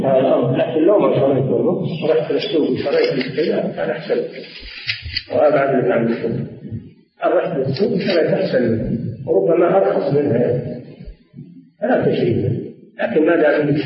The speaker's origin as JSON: {"language": "Arabic", "town": "Riyadh", "region": "Riyadh Province", "country": "Saudi Arabia", "said": "نزل على بلدنا الرياض ولم ينزل على البلاد الأخرى"}